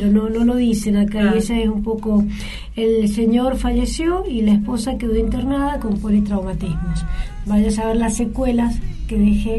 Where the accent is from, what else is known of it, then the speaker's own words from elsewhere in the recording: Mendoza, Argentina; como mendocinos y argentinos